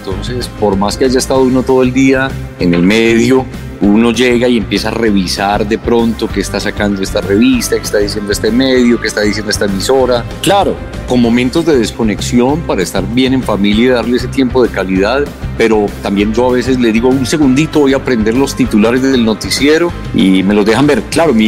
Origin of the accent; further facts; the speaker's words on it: Caldas, Colombia; accent: paisa; de pronto mi acento no está tan neutro todavía, que es algo que a mucha gente no le gusta, digamos, se siente muy paisa en algunos momentos.